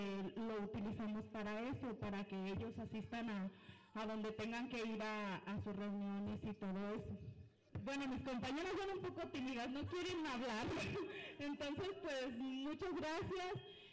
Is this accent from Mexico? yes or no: yes; Estancia de Guadalupe, Mexico; Soy de Estancia de Guadalupe.